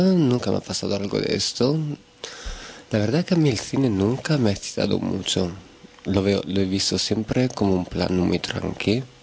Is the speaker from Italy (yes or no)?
yes; Italy; Spanish is a second language; siendo italiano, en Italia hay mucha homofobia también, entonces siempre te crías con el miedo